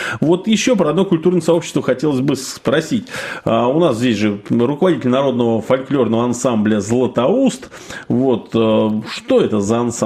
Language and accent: Russian; Shuya, Ivanovo Oblast, Russia; Даже вот выпускники колледжа вот в мой родной город Шуйл